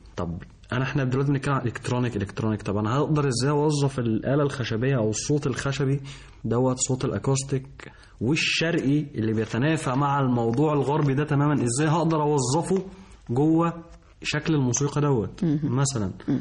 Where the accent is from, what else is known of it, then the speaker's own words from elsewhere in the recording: Egypt; انا مصري مش هروح اغني بالانجليزي مثلا. جبته على اللغه بتاعتي